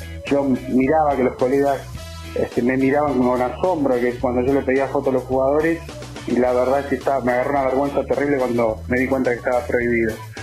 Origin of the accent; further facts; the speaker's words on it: La Plata, Buenos Aires Province, Argentina; born there; Nací en la ciudad de La Plata hace 34 años